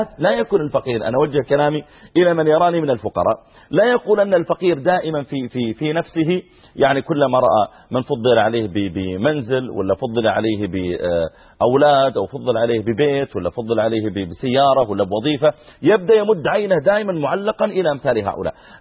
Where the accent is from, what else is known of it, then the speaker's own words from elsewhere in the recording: Saudi Arabia; وهو ايضا احنا نحمد الله تعالى عندنا في السعوديه تعليم بالمجان